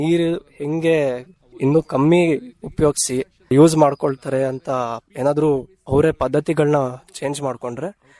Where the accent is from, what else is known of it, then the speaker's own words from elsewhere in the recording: Shivamogga, Karnataka, India; ನಾನು ಶಿವಮೊಗ್ಗದಿಂದ ಬಂದಿದ್ದೇನೆ.